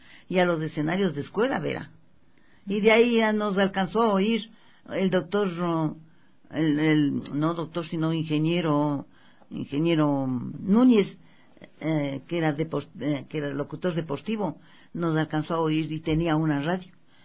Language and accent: Spanish; Quito, Pichincha, Ecuador; born there; yo nací en Quito, al ladito de Simón Bolívar.